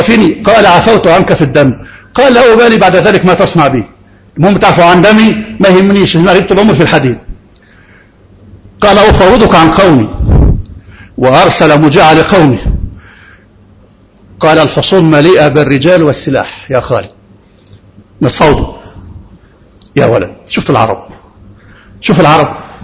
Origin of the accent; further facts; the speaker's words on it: Egypt; ده محافظة واحدة عندنا في مصر